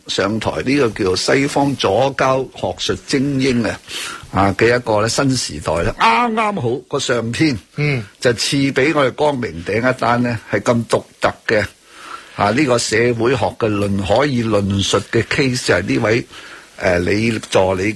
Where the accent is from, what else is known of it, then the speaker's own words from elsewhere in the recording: Hong Kong; 我真系身为以一个身为香港人啊，香港嘅中国人啊，我要强调啊，真系觉得好骄傲。